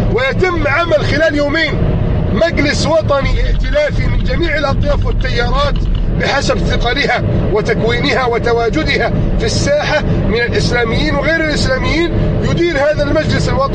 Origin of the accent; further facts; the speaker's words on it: Egypt; يا رب احفظ بلدنا مصر